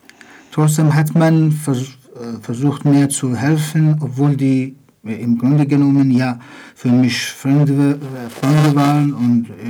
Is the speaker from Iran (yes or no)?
yes; Iran; moved away as an adult; now in Berlin, Germany; Ich komme aus dem Iran. Bin 1948 geboren. Ich lebe seit ca. 32 Jahren in Berlin